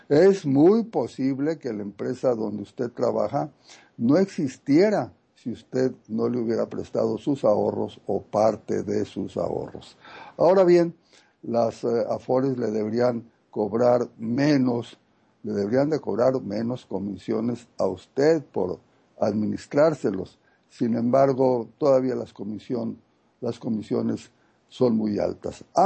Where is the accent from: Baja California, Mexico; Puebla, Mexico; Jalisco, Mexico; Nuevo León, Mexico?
Baja California, Mexico; Tijuana; Estoy por unos días en la frontera norte, queridísima Carmen, en Tijuana. Sería osado hacer un análisis profundo con las pocas horas que tengo aquí, aunque es mi tierra, la conozco.